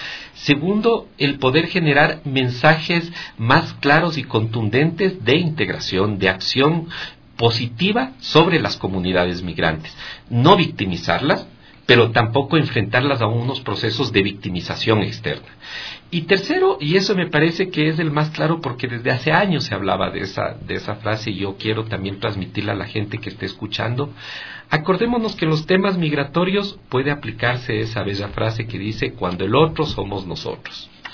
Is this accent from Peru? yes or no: no; Ecuador; las cadenas noticiosas habituales que uno como ecuatoriano puede ver